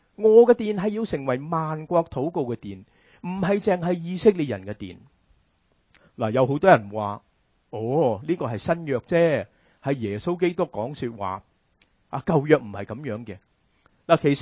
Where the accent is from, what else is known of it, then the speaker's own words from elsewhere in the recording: China; 我们中国人很喜欢吃猪肉